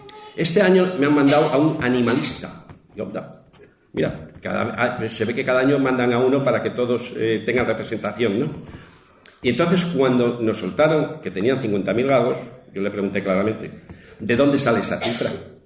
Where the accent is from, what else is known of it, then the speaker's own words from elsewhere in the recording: Castile and León, Spain; nosotros allí lo tenemos con los lobos y sobre todo en mi tierra leonesa, ahí arriba